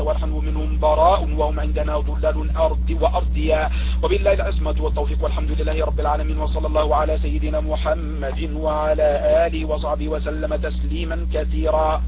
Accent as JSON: {"language": "Arabic", "country": "Egypt", "lives_now": "United States", "said": "أنا من مصر لكن أعيش في أمريكا، نعم من مصر وأعيش في أمريكا"}